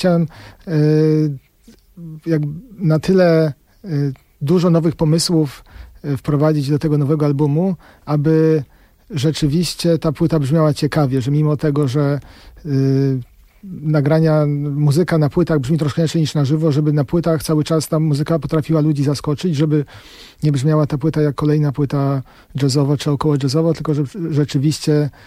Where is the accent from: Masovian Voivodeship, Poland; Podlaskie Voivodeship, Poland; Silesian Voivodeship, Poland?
Masovian Voivodeship, Poland; Warsaw; now in United States; Że mam takie poczucie troszkę, jak przyjechałem do Stanów, że tak jak ja przyjechałem z Warszawy